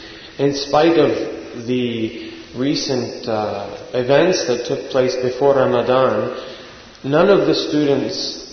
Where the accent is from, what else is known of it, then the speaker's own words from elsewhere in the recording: United States; Arabic is a second language; نحن عندنا في الولايات المتحدة